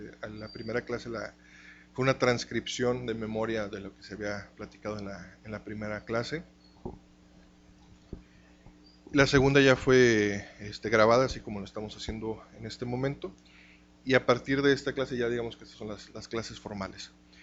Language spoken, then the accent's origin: Spanish; Monterrey, Nuevo León, Mexico; Soy de aquí de Monterrey.